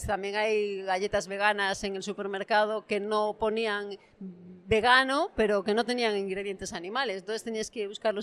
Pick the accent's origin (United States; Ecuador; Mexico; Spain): Spain; Galicia; pues yo soy de Galicia